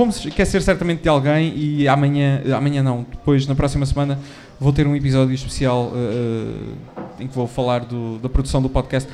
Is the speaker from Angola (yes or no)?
no; Aveiro, Portugal; Eu sou de Aveiro. Eu sou de Aveiro.